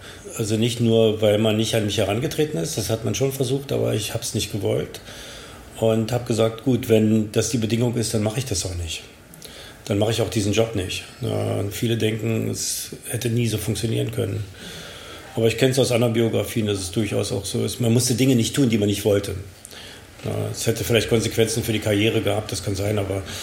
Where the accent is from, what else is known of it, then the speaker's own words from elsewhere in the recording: Berlin, Germany; also born or lived in North Korea / Moscow, Russia; Einen Tag nach Nikolaus, am 7. Dezember 1958. Und in Berlin aufgewachsen und als Kindergartenkind nach Nordkorea gekommen. Dann in Moskau, in der Sowjetunion noch eingeschult worden. Dann in Berlin wieder in die Schule gekommen